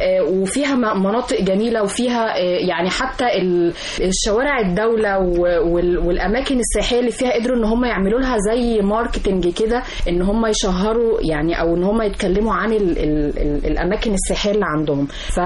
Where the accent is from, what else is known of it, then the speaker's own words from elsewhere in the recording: Egypt; زي ما احنا عندنا في مصر احنا مثلا بنحب ناكل مثلا مع اللحمه والخضار الرز